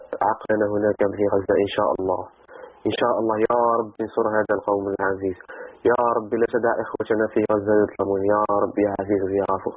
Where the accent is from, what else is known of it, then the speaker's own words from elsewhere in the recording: Algeria; أنا أخ من الجزائر